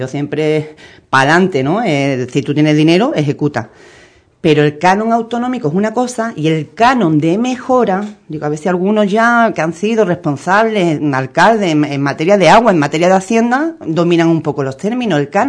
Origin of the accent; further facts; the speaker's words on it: Ubrique, Andalusia, Spain; nosotros aportamos como andaluces y andaluzas